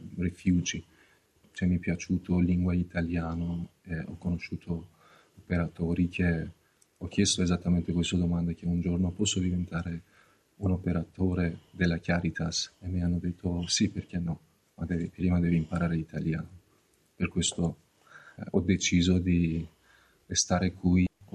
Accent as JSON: {"language": "Italian", "country": "Iran", "moved": "yes", "lives_now": "Trieste, Italy", "said": "Io sono partito dall'Iran, penso che 2020, e poi quasi 6 mesi sono stato lutto balcanico e sono venuto"}